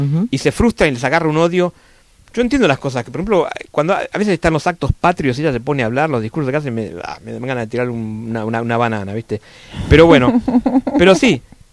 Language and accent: Spanish; Argentina; yo ahora salgo como argentino al mundo y me puedo golpear el pecho un poquito